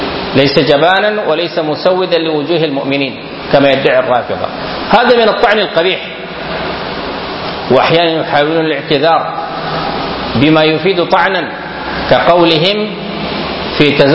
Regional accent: Sudan; فالقوم أثروا في كثير من الناس هنا في بلدنا السودان

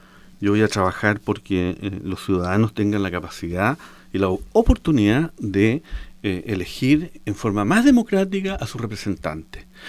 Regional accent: Osorno, Los Lagos, Chile; moved away; yo llegué a Osorno hace 3 años atrás, después de 37 años de haber estado fuera de mi pueblo

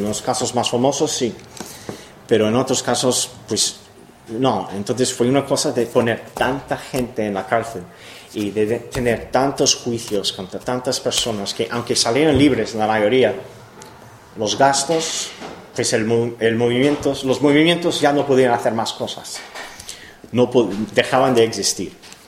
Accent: Cleveland, Ohio, United States; Spanish is a second language; 5 personas fueron detenidas cerca de mi pueblo. Yo soy de Ohio, de Cleveland.

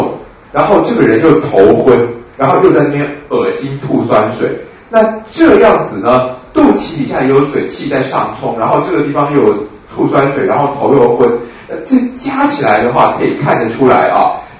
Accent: Taiwan; 还是说我们台湾人都讨厌啊？

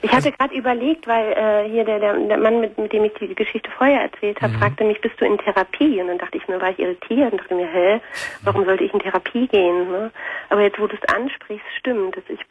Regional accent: East Germany, Germany; ich komme aus der Ex-DDR. Mhm. Und dann sind meine Eltern nach Nordrhein-Westfalen gezogen.

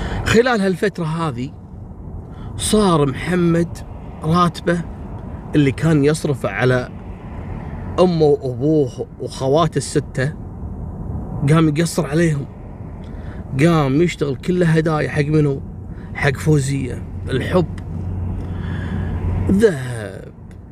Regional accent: Kuwait

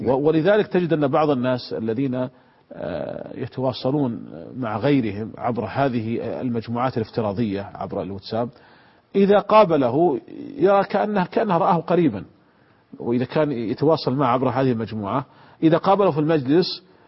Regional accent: Saudi Arabia; كانت عندنا في المملكة العربية السعودية قديما تسمى عكس وعكوس

